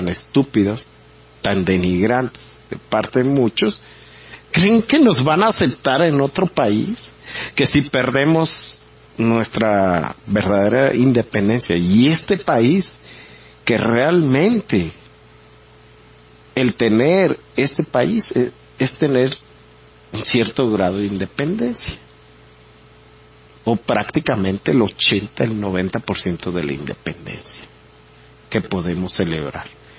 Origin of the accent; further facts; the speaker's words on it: Mexico; Y presumiendo cosas, pero realmente aquí nacimos.